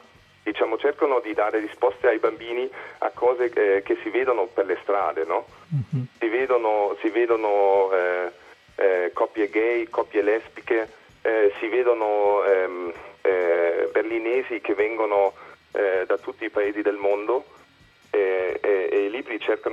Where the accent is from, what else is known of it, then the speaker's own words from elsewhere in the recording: Bavaria, Germany; Italian is a second language; moved away; Ovviamente in Baviera, da dove vengo io, che è una regione, diciamo, cattolica, più conservatrice, qui le cose sono un po' diverse.